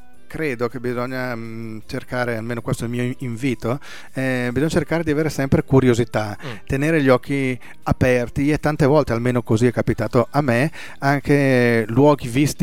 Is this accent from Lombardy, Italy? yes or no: yes; Brescia, Lombardy, Italy; born there; il 25 giugno nella mia città natale